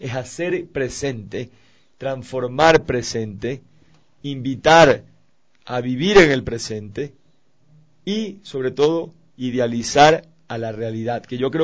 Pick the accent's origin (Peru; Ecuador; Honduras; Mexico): Ecuador; siendo todos ecuatorianos, tenemos que unirnos